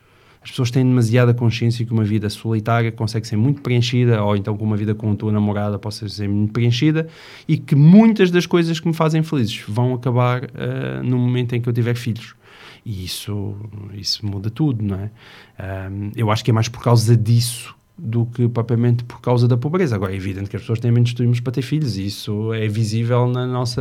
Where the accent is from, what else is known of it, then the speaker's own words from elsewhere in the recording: Porto Alegre, Rio Grande do Sul, Brazil; now in Lisbon, Portugal; eu sou de Porto Alegre, a minha mulher é de Castelo Branco e os nossos pais estão lá. Portanto, eu estou em Lisboa com 4 filhos e sem qualquer estrutura familiar à volta.